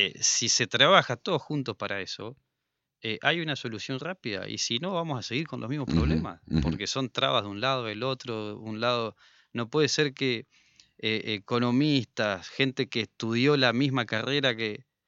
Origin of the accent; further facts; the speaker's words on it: Salta, Argentina; Pero no, pasa, yo soy de Salta y me tomo un avión a Buenos Aires